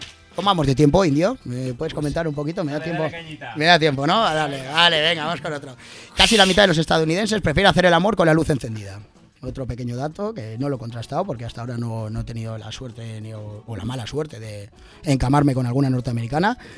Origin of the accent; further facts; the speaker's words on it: Venezuela; referente a mi tierra, en Venezuela está el Salto del Ángel, la cascada más alta del mundo